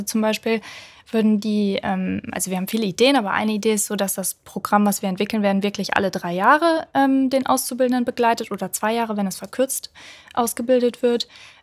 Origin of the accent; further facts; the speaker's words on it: Solingen, North Rhine-Westphalia, Germany; Und zwar war das bei einem Automobilzulieferer in Solingen, in meiner Heimatstadt.